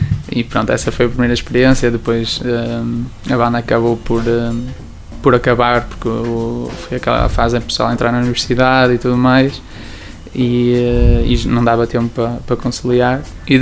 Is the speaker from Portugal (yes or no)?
yes; Barcelinhos, Norte, Portugal; also born or lived in Carvalhal; Eu sou de Carvalhal, estou a viver em Barcelinhos desde os 12 anos.